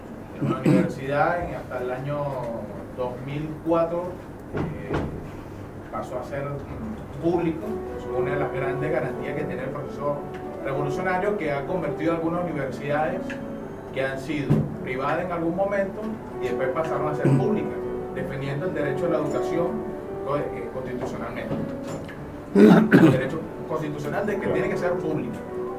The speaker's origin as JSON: {"language": "Spanish", "country": "Venezuela", "said": "Primero, bueno, soy venezolano."}